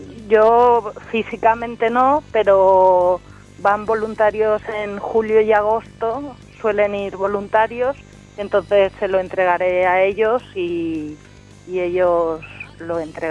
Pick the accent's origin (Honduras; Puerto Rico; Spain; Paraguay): Spain; Belmonte de San José, Aragon; que es mi pueblo, ¿eh?